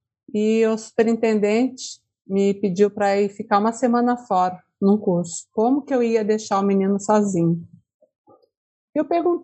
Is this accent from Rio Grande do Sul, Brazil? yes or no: no; Ribeirão Branco, São Paulo, Brazil; also born or lived in Itapeva / São Miguel Arcanjo / Capão Bonito; now in Itaberá, Brazil; Eu sou de Ribeirão Branco, da Grande Ribeirão Branco, morei em Itapeva, moramos em São Miguel Arcanjo, moramos em Capão Bonito, moramos agora em Itaberá, e eu trabalhei em muitas cidades, fiquei um bom tempo em Ribeirão Preto, em São Paulo.